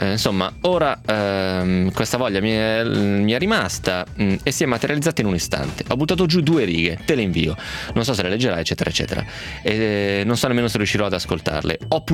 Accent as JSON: {"language": "Italian", "town": "Romentino", "region": "Piedmont", "country": "Italy", "said": "L'abbiamo già detto Margherita, siamo dello stesso paese, perché il nepotismo esiste, giusto? Per quel motivo lì, che sei proprio di Romentino."}